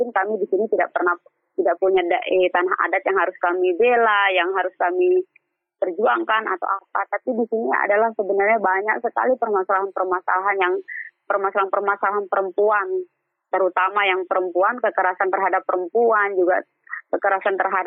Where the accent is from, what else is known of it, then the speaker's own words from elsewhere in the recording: East Lombok, West Nusa Tenggara, Indonesia; Karena kebetulan saya juga kan dari Lombok Timur gitu.